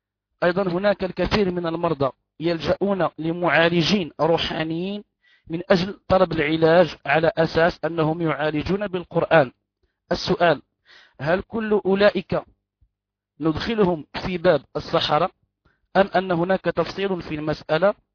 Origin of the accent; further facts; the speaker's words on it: Morocco; أن هناك استشكال عندنا في المغرب